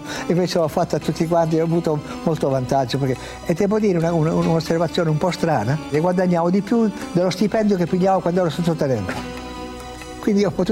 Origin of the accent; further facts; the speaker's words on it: Piedmont, Italy; e poi da piemontese fesso, testardo